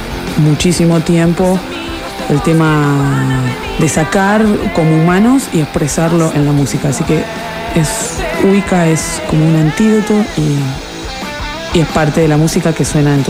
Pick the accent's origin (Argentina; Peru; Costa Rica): Argentina; Mar del Plata, Buenos Aires Province; now in Buenos Aires, Argentina; de los originals ahora quedo yo … que soy de Mar del Plata.